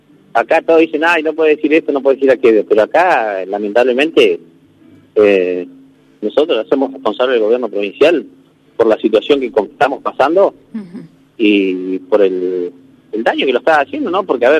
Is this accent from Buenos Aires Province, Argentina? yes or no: no; Río Negro, Argentina; somos todos de Río Negro